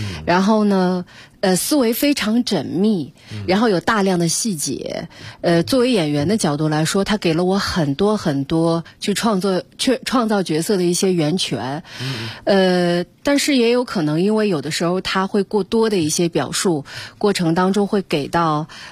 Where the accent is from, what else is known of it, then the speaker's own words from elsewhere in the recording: Shanghai, China; 所以作为一个上海人去接触他的时候，我会觉得哦，我能明白这个戏的一个这样的一种感觉